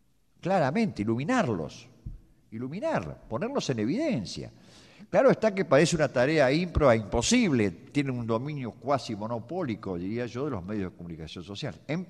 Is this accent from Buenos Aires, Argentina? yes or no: yes; Buenos Aires, Argentina; Yo como porteño